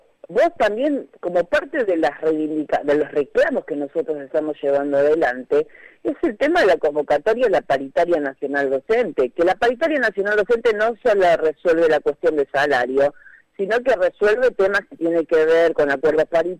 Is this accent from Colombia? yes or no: no; Argentina; Es una cosa que realmente a uno como argentino, yo como docente siempre estudié en la escuela pública